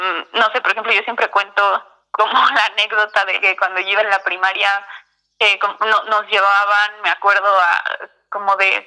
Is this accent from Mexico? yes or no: yes; Mexico City, Mexico; yo soy de la Ciudad de México